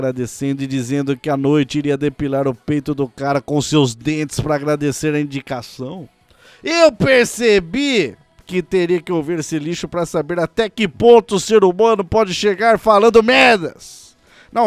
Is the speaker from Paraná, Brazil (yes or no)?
no; Pindamonhangaba, São Paulo, Brazil; Sou de Pindamonhangaba, São Paulo, e tenho 35 anos.